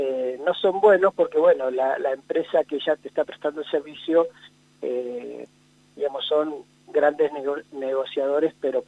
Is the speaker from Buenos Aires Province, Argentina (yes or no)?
no; La Pampa, Argentina; salimos de los límites de La Pampa y hay muchas cosas que veo y que creo que muchos de los pampeanos podemos coincidir